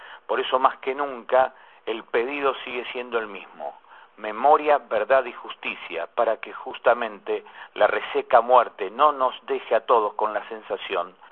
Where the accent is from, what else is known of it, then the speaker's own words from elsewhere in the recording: Argentina; a nuestra vida colectiva como pueblo argentino.